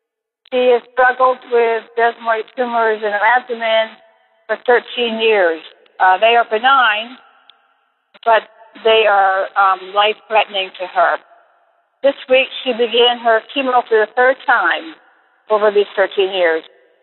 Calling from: New Hampshire, United States; And I'm calling from New Hampshire, and God bless you.

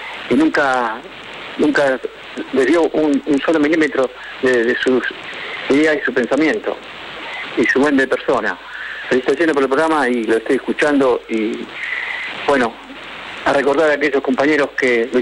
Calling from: Morón, Buenos Aires Province, Argentina

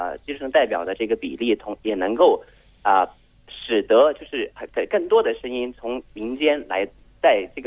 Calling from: Shenzhen, Guangdong, China; 我来自深圳。

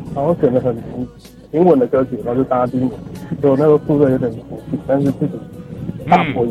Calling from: Taipei, Taiwan; 我是台北的

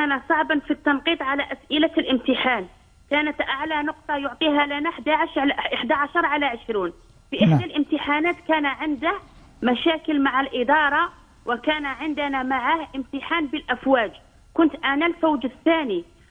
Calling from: Algeria; القرعة عندنا في الجزائر صعبة وذلك لقلة عدد الكوطات

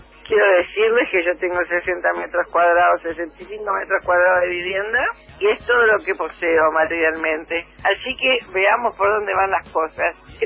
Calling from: Buenos Aires, Argentina; de Balvanera.

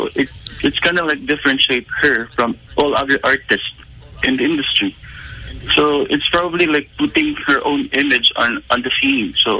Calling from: Davao, Davao Region, Philippines; Hi, I'm from Davao, calling here from Davao.

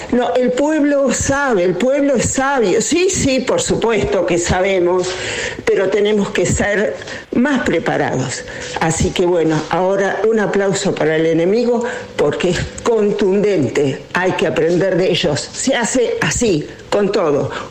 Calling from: Ituzaingó, Buenos Aires Province, Argentina; de Ituzaingó.

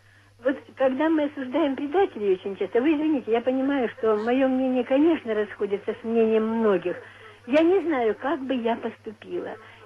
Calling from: Novocherkassk, Rostov Oblast, Russia; я вам звоню из Новочеркасска.

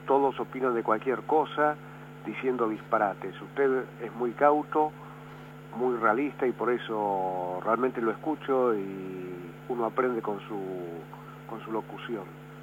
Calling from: Barracas, Buenos Aires Province, Argentina; de Barracas.

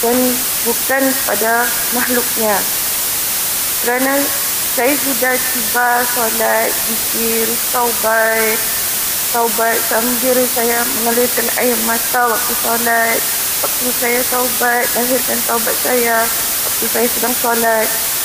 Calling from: Singapore; dari Singapura.

